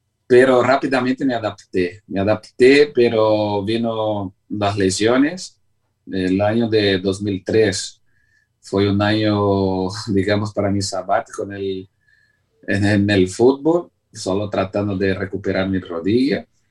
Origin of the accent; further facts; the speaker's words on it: Brazil; Spanish is a second language; moved away as an adult; now in Spain; Yo jamás pensaba que iba a actuar en una selección que no fuera mi país de origen, que es Brasil